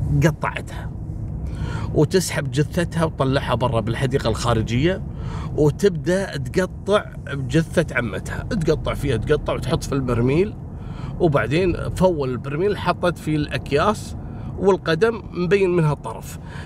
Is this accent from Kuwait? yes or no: yes; Kuwait; accent: Kuwaiti; بلهجتنا الكويتية